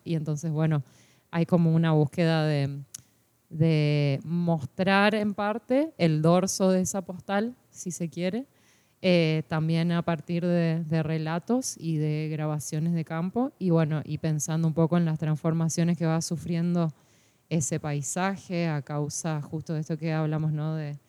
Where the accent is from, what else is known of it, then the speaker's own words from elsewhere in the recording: Corrientes, Argentina; tan propio de la ciudad de Corrientes, que es de donde soy yo